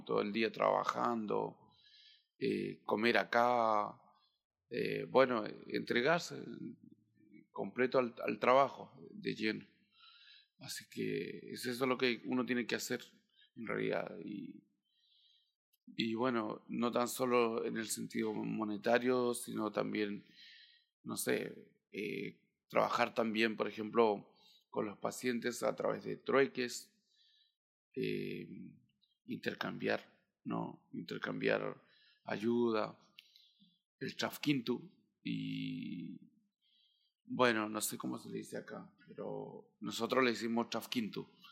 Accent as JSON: {"language": "Spanish", "town": "Cholchol", "region": "Araucanía", "country": "Chile", "said": "vengo de la comuna de Cholchol, la número 32, ahí de la región de la Araucanía, y bueno, de la comuna de Cholchol. Tengo 33 años"}